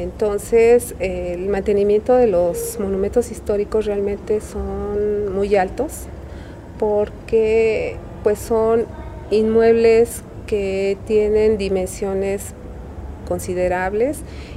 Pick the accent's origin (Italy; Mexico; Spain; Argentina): Mexico; Xochimilco, Mexico City; yo soy oriunda de Xochimilco.